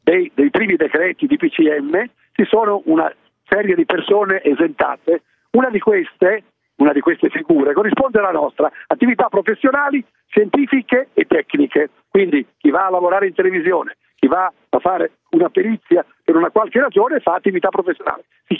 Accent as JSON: {"language": "Italian", "region": "Po Valley", "country": "Italy", "tie": "born or raised there", "said": "Della mia infanzia, io sono nato sul Po"}